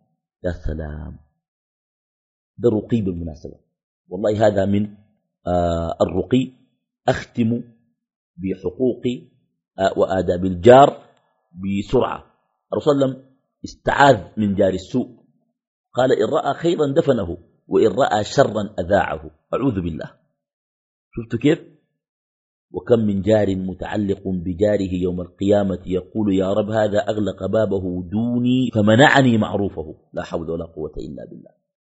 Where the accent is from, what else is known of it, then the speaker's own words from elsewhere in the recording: Khartoum, Sudan; بعض الأحياء عندنا في الخرطوم بتكون أحياء مغلقة